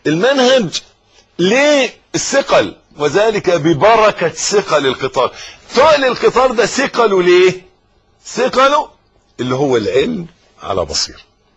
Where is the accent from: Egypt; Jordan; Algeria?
Egypt; حتة الارض اللي احنا واقفين عليها دي بلدنا مصر